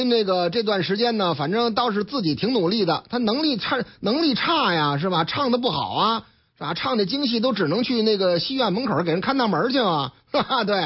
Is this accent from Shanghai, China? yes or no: yes; Shanghai, China; now in Beijing, China; 那上海的啊，我老家上海的。